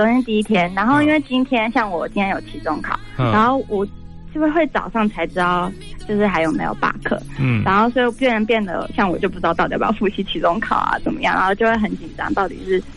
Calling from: Pennsylvania, United States; 我现在就是从美国打电话过来。

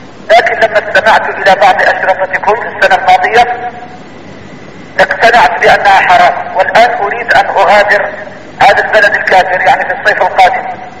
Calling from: Brussels, Brussels-Capital Region, Belgium; انا من بلجيكا

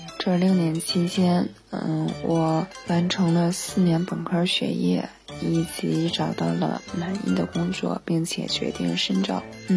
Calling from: Guangzhou, Guangdong, China; 我是来自一名广州的一名听众

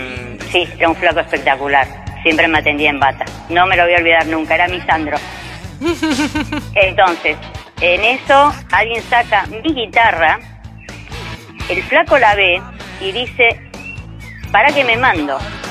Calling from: Merlo, Buenos Aires Province, Argentina; De Merlo Centro, zona oeste.

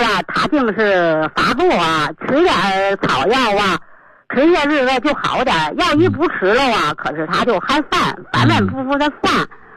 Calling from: Beijing, China; 我是北京的一个新学员。我今年71岁。

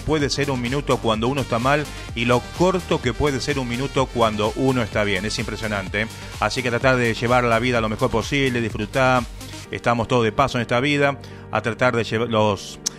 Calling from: Quilmes, Buenos Aires Province, Argentina; de Quilmes Oeste.

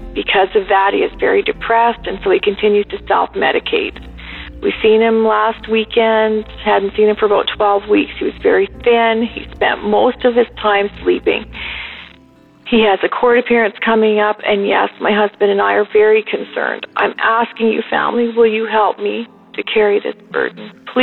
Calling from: Canada; I'm calling from Canada.

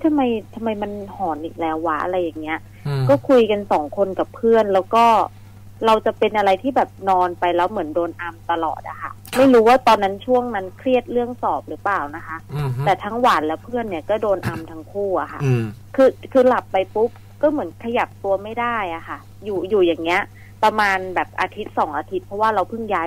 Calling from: Bangkok, Thailand; กรุงเทพค่ะ

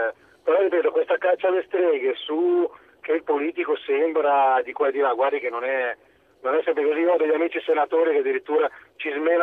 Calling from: Lombardy, Italy; voto agghiacciante anche da Lombardo.

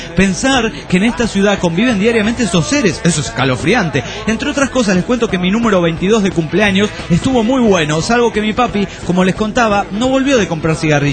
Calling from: Trelew, Chubut, Argentina; Hola, ¿qué tal? … de Trelew, nuevamente

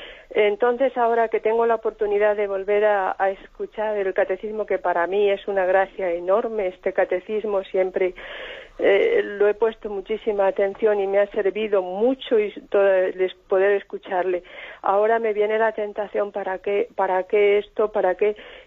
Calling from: Madrid, Community of Madrid, Spain; de Madrid.

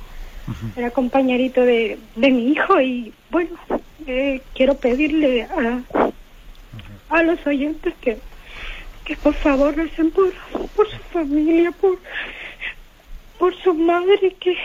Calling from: Madrid, Community of Madrid, Spain; de Madrid.

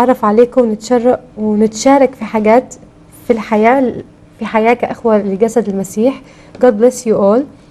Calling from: Minya, Minya Governorate, Egypt; من المنيا من مصر، وحشتوني كثير

